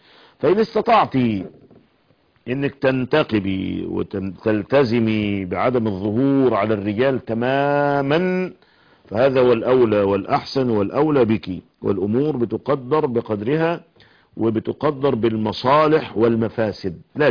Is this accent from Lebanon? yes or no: no; Egypt; أن يحفظ بلادنا مصر